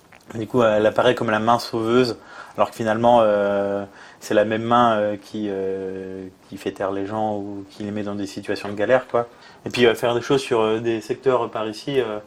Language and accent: French; Grand Est, France; born there; vu que je suis né dans le Grand Est maintenant